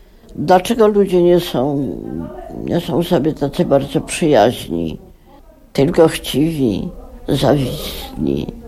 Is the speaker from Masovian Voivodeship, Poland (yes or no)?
yes; Warsaw, Masovian Voivodeship, Poland; Jestem prostą dziewczyną z Warszawy. Taką się urodziłam, taką odejdę.